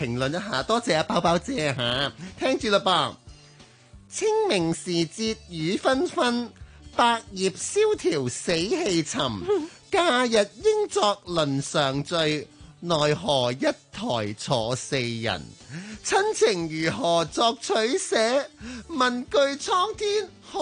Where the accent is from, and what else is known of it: Hong Kong